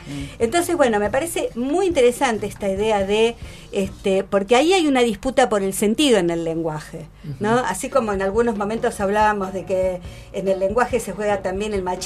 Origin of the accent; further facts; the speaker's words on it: Entre Ríos, Argentina; entrerrianos nos comemos las heces, ¿no?